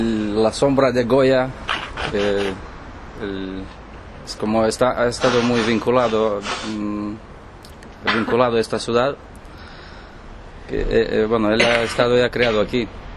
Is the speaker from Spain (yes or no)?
no; Moldova; Spanish is a second language; De Moldavia.